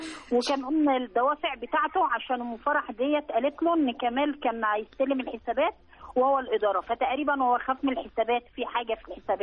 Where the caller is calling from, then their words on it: Cairo, Cairo Governorate, Egypt; من القاهرة.